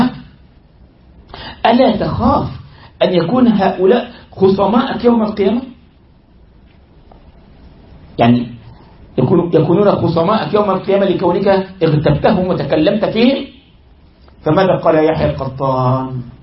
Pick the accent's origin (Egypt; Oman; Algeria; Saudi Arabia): Egypt; حصل ده والله عندنا في مصر